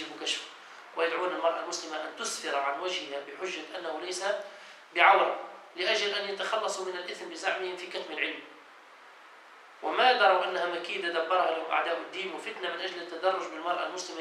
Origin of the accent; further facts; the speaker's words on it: Tunisia; ونحن أيضا في بلادنا تونس إلى زمن قليل